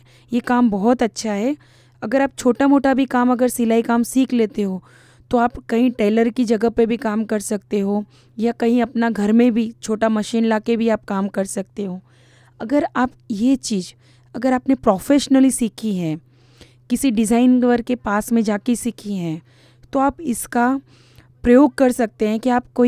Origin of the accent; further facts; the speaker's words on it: Ahmedabad, Gujarat, India; मैं अहमदाबाद से बिलोंग करती हूँ और मेरा बर्थ जमालपुर चारस्ता म्यूनसिपल्टी कॉरपोरेशन में हुआ था और मैं वहीं की रहने वाली हूँ। मैं वहीं रहती हूँ अहमदाबाद में